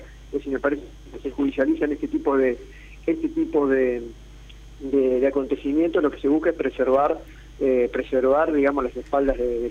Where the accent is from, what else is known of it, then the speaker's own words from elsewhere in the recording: La Plata, Buenos Aires Province, Argentina; yo soy de La Plata